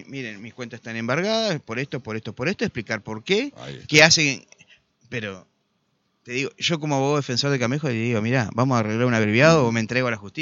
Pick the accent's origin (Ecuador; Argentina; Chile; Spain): Argentina; Concordia, Entre Ríos; No, pero la gente sabe, somos de Concordia.